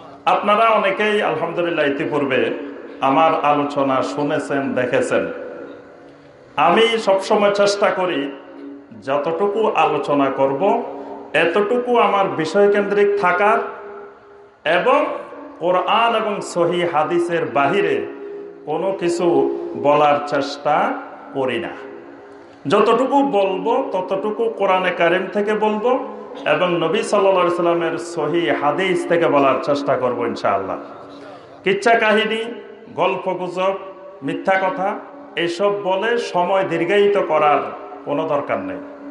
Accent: Feni, Chittagong Division, Bangladesh; আমরা নোয়াখালীর মানুষ, বৃহত্তর নোয়াখালীর মানুষ, আমরা তো আসলে ফেনীর মানুষ

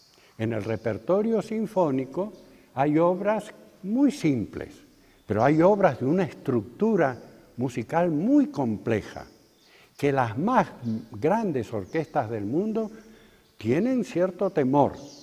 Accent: Argentina; En mi país, en Argentina, hay una ciudad frontera a la ciudad de Buenos Aires, una ciudad industrial muy importante que tiene de nombre Avellaneda. Y yo mismo moré en esa ciudad. Es una ciudad fabril

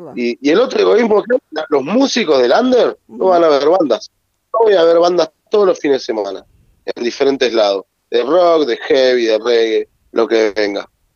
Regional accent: La Matanza, Buenos Aires Province, Argentina; Acá, por ejemplo, yo soy de La Matanza.

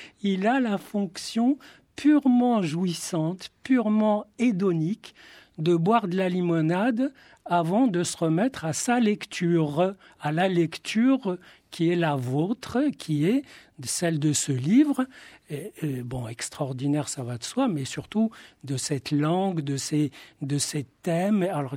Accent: Marrakech, Marrakesh-Safi, Morocco; moi, je lisais Tintin à Marrakech, où je suis né. J'ai d'ailleurs raconté mon enfance à Marrakech dans un roman. Et moi, ma lecture, c'était la Bible hébraïque.

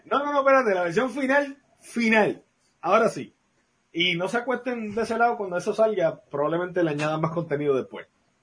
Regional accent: Puerto Rico; específicamente a nosotros que somos puertorriqueños

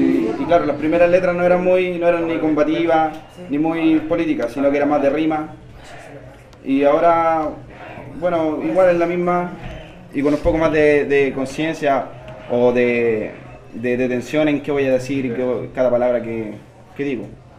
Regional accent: Buin, Santiago Metropolitan Region, Chile; also born or lived in Temuco; now in Cerro Navia, Chile; En Buin, porque yo soy de Buin. Ahora vivo en Cerro Navia, pero yo soy de Buin. Y bueno, viví en altas partes, en Santiago, en Temuco.

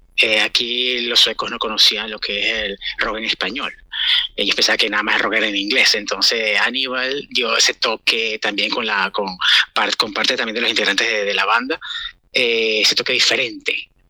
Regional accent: Venezuela; now in Stockholm, Sweden; soy un venezolano que vive en Estocolmo, Suecia. Soy músico, soy compositor, ya tengo un rato por aquí, por Escandinavia, en este país, con mucho frío

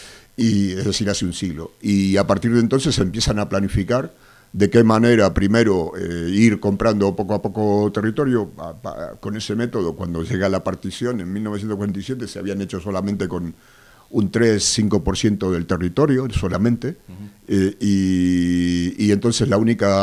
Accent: Argentina; born there; moved away; also born or lived in Israel; Yo nací, como se nota por mi acento, en Argentina, y hace muchos años, en una familia de tradición judía. Hace muchos años emigré a Israel

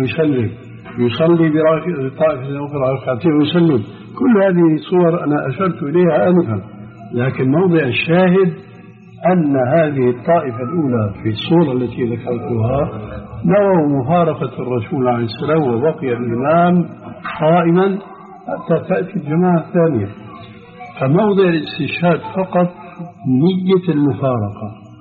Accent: Syria; وكما يقولون عندنا في الشام حطينا رجلينا مي بارد

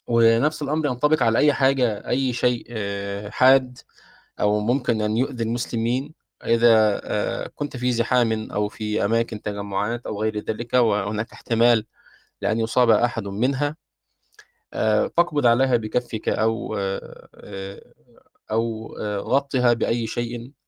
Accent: Egypt; يعني إحنا ممكن عندنا في مصر نقول صبيان بالضم هكذا،

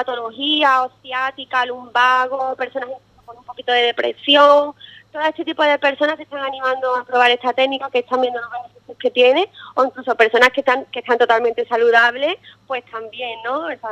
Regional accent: Arcos, Andalusia, Spain; yo soy de Arcos y cuando llegué aquí había un poco de duda, ¿no? Yo llegué el año pasado aquí, volví a Arcos

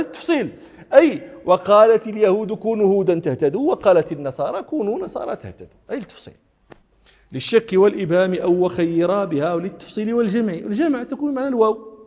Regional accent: Morocco; كنت في الصحراء الشرقية عندنا في المغرب التي في حدود الجزائر

